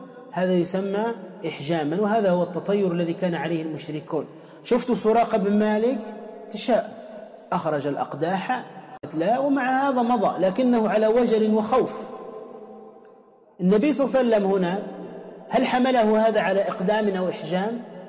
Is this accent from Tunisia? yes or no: yes; Tunisia; حتى عندنا في تونس يقول وين دمك وين همك